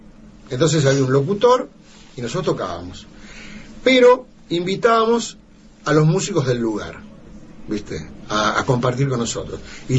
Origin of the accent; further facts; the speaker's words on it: Cañada, Santa Fe, Argentina; now in Buenos Aires, Argentina; Yo tenía mi grupo de rock en mi pueblo, en Cañada, pero cuando fui a Buenos Aires fui solista